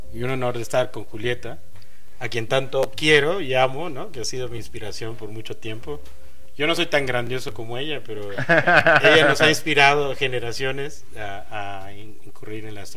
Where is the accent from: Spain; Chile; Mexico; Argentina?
Mexico; La Paz, Baja California Sur; Yo vengo de La Paz, Baja California Sur, ¿no? Donde no había nada de astronomía.